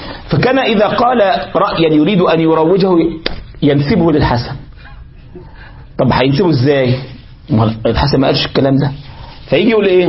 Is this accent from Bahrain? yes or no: no; Egypt; انت تفهم بقى عندنا في مصر يقول في الرياض يبقى معناها ايه؟